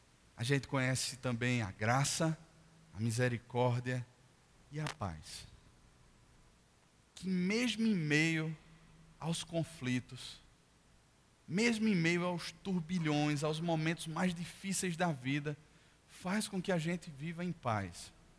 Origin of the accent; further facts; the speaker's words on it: Brazil; a minha carteira de identidade que diz que eu sou brasileiro